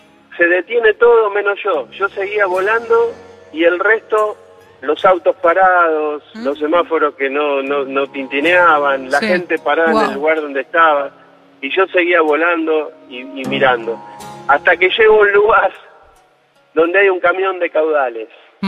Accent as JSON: {"language": "Spanish", "region": "Buenos Aires", "country": "Argentina", "said": "De Capital."}